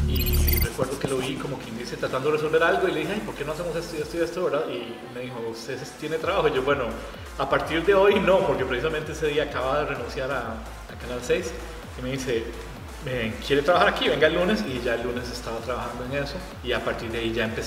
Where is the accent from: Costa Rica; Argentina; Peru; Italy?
Costa Rica; Yo recuerdo que yo lo vi chiquitito y yo decía, pero eso es animado aquí en Costa Rica.